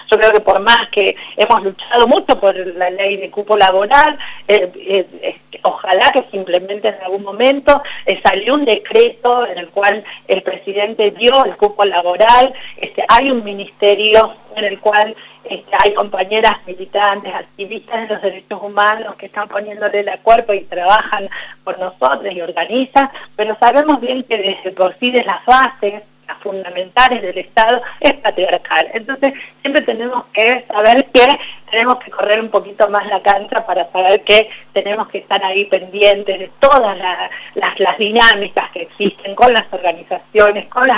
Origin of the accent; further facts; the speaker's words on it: Salta, Argentina; Mira, yo vengo de Salta y mi mamá no era feminista, yo soy feminista